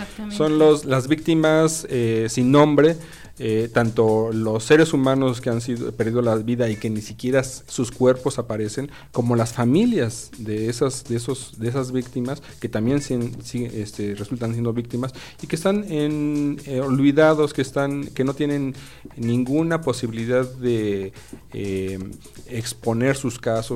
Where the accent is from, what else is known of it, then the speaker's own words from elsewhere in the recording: Mexico; creo yo que es el concientizarnos que finalmente todos somos mexicanos